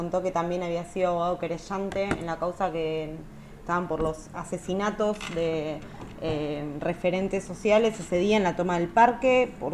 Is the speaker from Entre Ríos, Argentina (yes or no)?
no; Buenos Aires, Argentina; born there; Yo nací, quiero decir, nací en zona sur de la Ciudad de Buenos Aires, en Soldati.